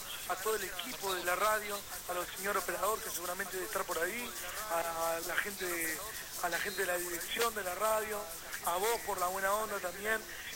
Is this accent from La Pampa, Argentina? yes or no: yes; La Pampa, Argentina; he hecho radio por internet en mi pueblo, en la provincia de La Pampa, porque yo soy pampeano.